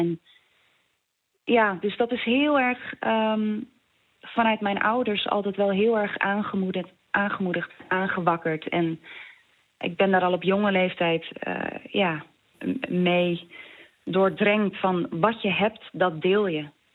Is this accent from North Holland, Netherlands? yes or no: yes; Schagen, North Holland, Netherlands; En er was in Schagen, waar ik vandaan kom, ook een AZC.